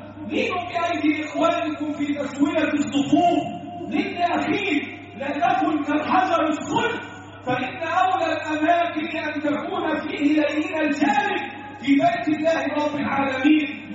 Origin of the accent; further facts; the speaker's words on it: Egypt; اللهم احفظ بلدنا مصر وسائر بلاد